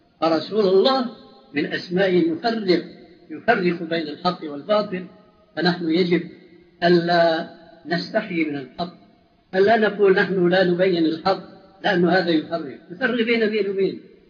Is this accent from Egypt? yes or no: no; Syria; المدفون عندنا في سوريا